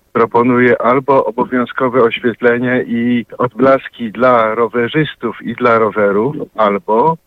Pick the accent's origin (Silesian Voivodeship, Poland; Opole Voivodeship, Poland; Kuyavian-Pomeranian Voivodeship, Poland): Kuyavian-Pomeranian Voivodeship, Poland; Toruń; Jadę do pracy, dojeżdżam do innego miasta, jestem z Torunia.